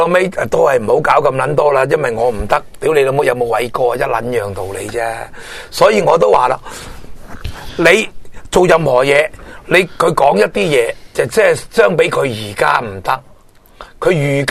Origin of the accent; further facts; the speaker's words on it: Hong Kong; 我哋香港人即系有呢个过亿，即系超过三亿身家嘅人